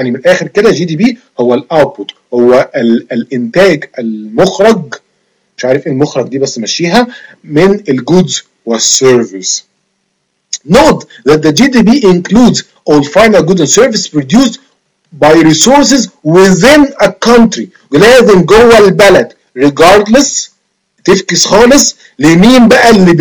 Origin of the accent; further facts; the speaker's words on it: Egypt; moved away; انا مثلا دلوقتي انا قاعد بره مصر، هل انتاجي يخش في الجي دي بي عشان انا مصري وابويا مصري؟